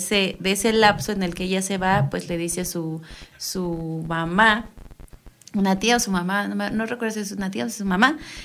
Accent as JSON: {"language": "Spanish", "country": "Mexico", "said": "o sea, somos mexicanos y somos los primeros en ser bien, bien"}